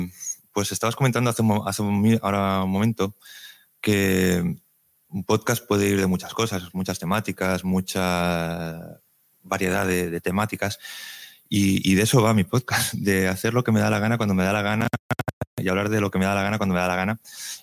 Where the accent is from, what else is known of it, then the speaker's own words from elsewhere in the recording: Region of Murcia, Spain; also born or lived in Terrassa; now in Valencia, Spain; yo nací en Cataluña, en Terrassa, estuve 10 años viviendo allí, luego estuve 20 años viviendo en Murcia, ahora llevo 17 años aquí en Valencia